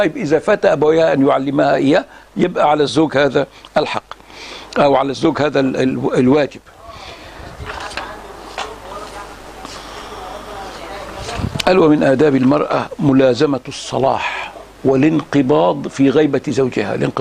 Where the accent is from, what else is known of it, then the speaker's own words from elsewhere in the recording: Egypt; في نساء بقى في بلادنا مصر